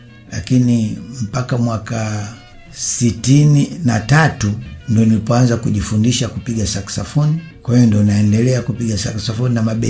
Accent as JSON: {"language": "Swahili", "region": "Dar es Salaam", "country": "Tanzania", "tie": "born there", "said": "Mimi nimezaliwa hapa hapa Dar es Salaam, mtaa wa Mafia namba 17. Nimezaliwa mwaka 1943. Kwa hiyo mpaka sasa hivi nina miaka 71."}